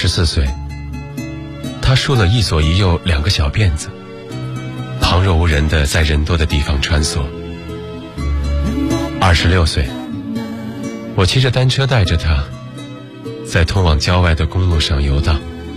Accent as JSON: {"language": "Chinese", "region": "Shandong", "country": "China", "said": "我是山东人，"}